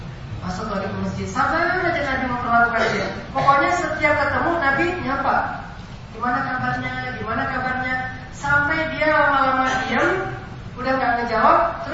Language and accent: Indonesian; Aceh, Indonesia; Saya orang Sumatera, Aceh, yang dulu lagi rame-ramenya GAM.